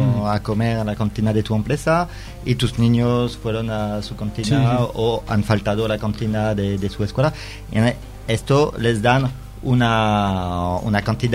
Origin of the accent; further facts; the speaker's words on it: Lille, Hauts-de-France, France; Spanish is a second language; now in Marseille, France; cuando digo, sí, soy de Lille, la gente dice: ah, qué bien